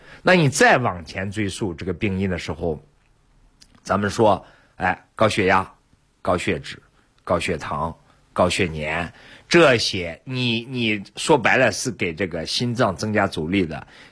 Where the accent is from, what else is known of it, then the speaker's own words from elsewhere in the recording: Shaanxi, China; 我是陕西人嘛，我就记得有一次。